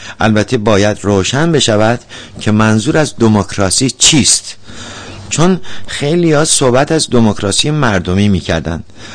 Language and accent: Persian; Iran; شخصا به عنوان یک ایرانی بسیار هم خوشحال هستم